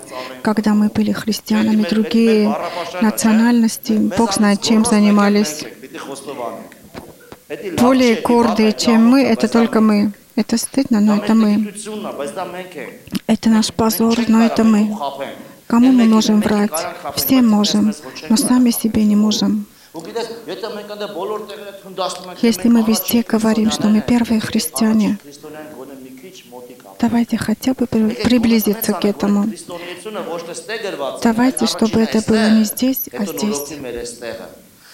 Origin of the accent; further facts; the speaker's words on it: Armenia; Мы армяне, мы такие, что делать? Мы должны признать.